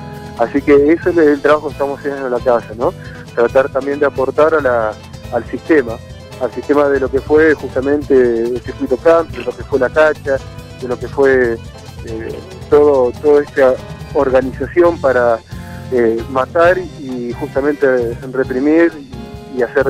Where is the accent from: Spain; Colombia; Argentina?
Argentina; La Pampa; now in La Plata, Argentina; Desde el año 94 me fui a vivir allá, uh-huh, a La Plata, porque yo me crié mis últimos años en La Pampa.